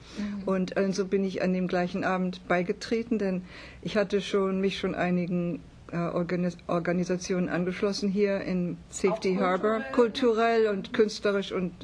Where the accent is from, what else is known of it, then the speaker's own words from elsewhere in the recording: Świdnica, Lower Silesian Voivodeship, Poland; also born or lived in Hamburg; now in Germany; In Deutschland habe ich in Hamburg, überwiegend in Hamburg gelebt. Okay. Wir sind aus Schlesien, Vertriebene.